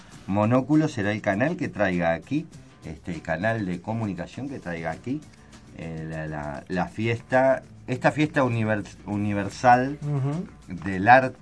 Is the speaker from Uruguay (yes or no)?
yes; Uruguay; Como todo uruguayo.